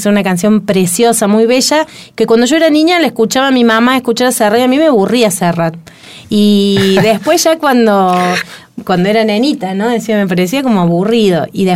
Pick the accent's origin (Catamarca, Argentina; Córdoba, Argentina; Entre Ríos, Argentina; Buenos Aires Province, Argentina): Córdoba, Argentina; James Craig; Entonces James Craig es mi pueblo, que es donde me crié, donde pasé toda mi infancia.